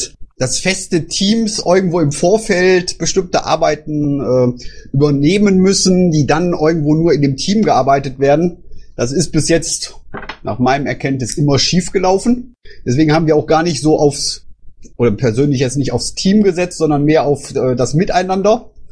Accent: Düsseldorf, North Rhine-Westphalia, Germany; ob wir als Düsseldorfer das halt machen wollten

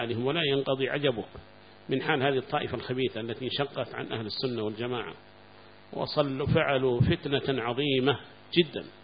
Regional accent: Mukalla, Hadhramaut, Yemen; وعندنا في المكلا أيضا معنا مسجد واحد كان

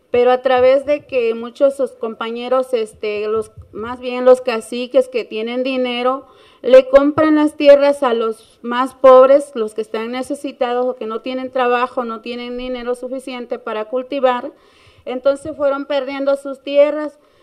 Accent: Tututepec, Oaxaca, Mexico; el municipio de Tututepe, que es de donde yo vengo

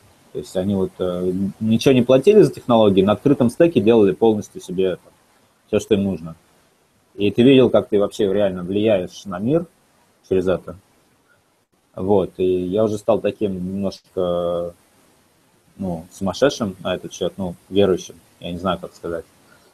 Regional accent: Moscow Oblast, Russia; В университет я поступил из Подмосковья

